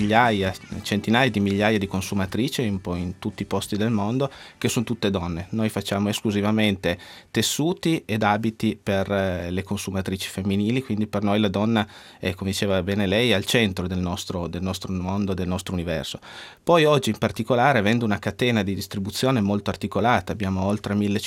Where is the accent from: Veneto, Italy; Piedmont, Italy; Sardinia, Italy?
Piedmont, Italy; Alba; Noi siamo di Alba, che alla fine è un piccolo paese.